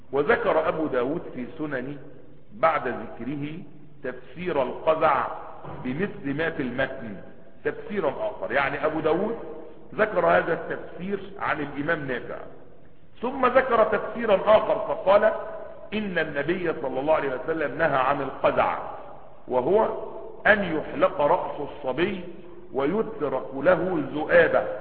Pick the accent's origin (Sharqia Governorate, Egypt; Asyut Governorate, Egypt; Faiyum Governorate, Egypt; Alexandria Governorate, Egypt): Asyut Governorate, Egypt; Asyut; لان انا صعيدي على فكرة ومن اسيوط، عشان تبقوا واخدين بالكم